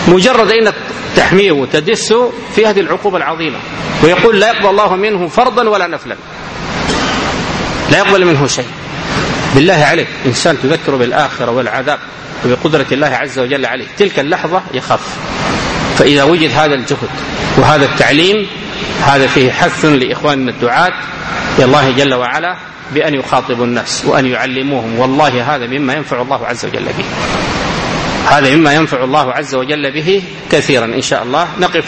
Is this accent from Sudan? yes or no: yes; Sudan; وهذا ما يجري في بعض البلاد عندنا في السودان بعض المناطق